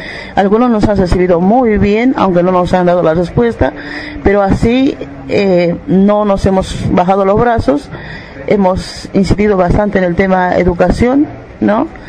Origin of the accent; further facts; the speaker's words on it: Bolivia; podemos decir si somos bolivianos